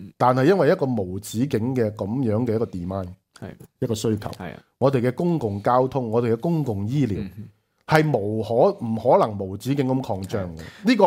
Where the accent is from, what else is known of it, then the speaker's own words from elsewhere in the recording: Hong Kong; 我土生土长1965年出世，我看着香港在1997年之前慢慢由一个第三世界的贫民窟，其实我在一个骰子区长大。